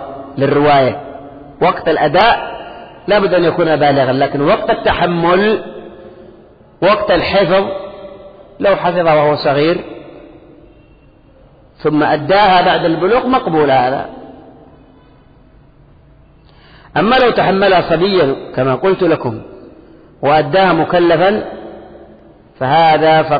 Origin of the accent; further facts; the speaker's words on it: Yemen; فبعض الأشياء عندنا في اليمن ليست من خوارم المروءة